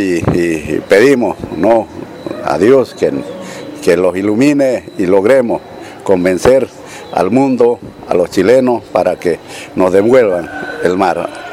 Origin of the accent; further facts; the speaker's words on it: Bolivia; para que nosotros como bolivianos podamos, ¿no?, sacar nuestros productos